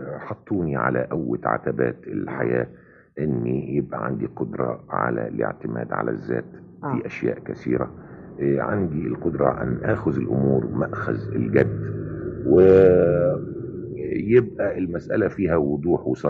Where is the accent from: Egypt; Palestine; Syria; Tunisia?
Egypt; Port Said, Port Said Governorate; يعني انا كل حياتي طفولتي كلها في بورسعيد.